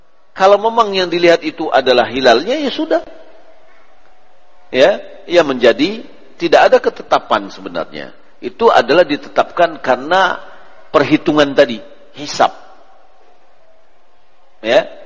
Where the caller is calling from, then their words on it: Ampek Angkek, West Sumatra, Indonesia; Assalamualaikum Buya, saya dari Ampe Angke.